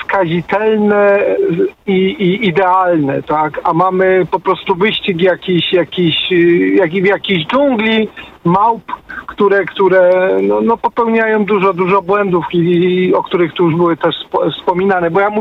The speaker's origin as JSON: {"language": "Polish", "town": "Katowice", "region": "Silesian Voivodeship", "country": "Poland", "said": "Ja jestem z Katowic"}